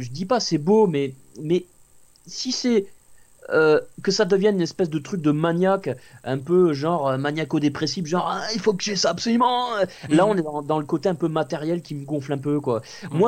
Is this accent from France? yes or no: yes; Toulouse, Occitanie, France; Je salue les Toulousains, parce que je suis Toulousain d'origine.